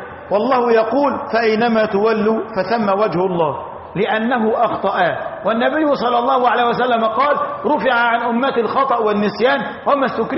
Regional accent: Egypt; نحن الآن في موضعنا هذا من بلدتنا مصر اتجاهنا الجنوب الشرقي

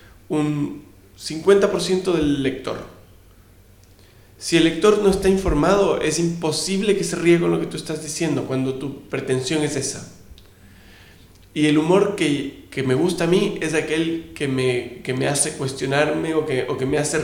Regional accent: Ecuador; also born or lived in Chile; Yo me crié en Ecuador, yo viví 22 años en Ecuador.

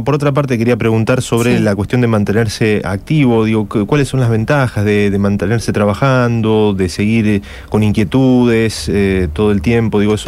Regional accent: Isla Verde, Córdoba, Argentina; De Isla Verde, en provincia de Córdoba, muy cerca de Marco

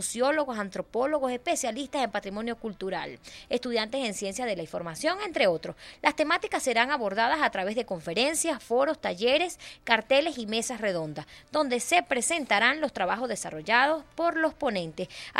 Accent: Venezuela; que nos identifique como venezolanos y nuestro americanos

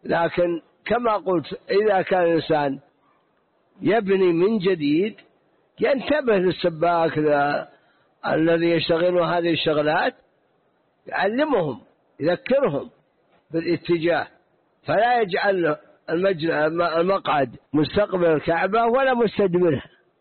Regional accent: Najd, Saudi Arabia; فلا بد أن يكون مثلا عندنا في نجد

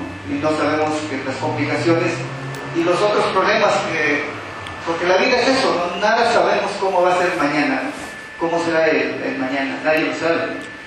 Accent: Oaxaca, Mexico; somos también ahí de la región Mije, y también es un pueblo vecino, y soy de Tama

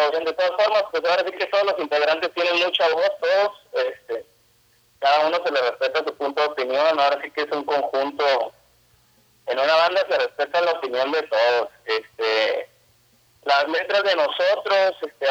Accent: Mexico; Sí, híjole, ahora sí que como buen mexicano llegando súper tarde, ¿no?

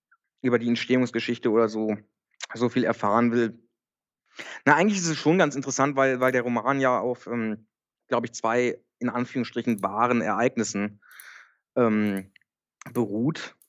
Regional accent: North Rhine-Westphalia, Germany; Ich komme nicht aus Düsseldorf, ich komme genau dazwischen sozusagen.

